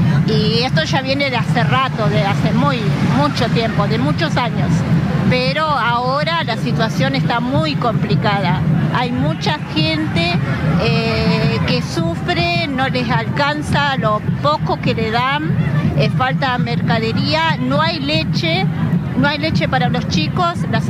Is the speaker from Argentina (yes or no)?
yes; Moreno, Buenos Aires Province, Argentina; De Moreno.